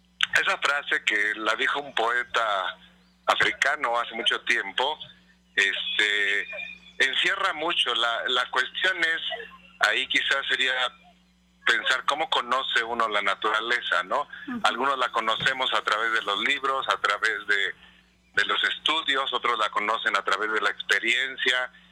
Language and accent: Spanish; Mexico; ¿cómo puedo yo como mexicano, como ser humano, dejar este planeta en mejores condiciones de las que lo encontré?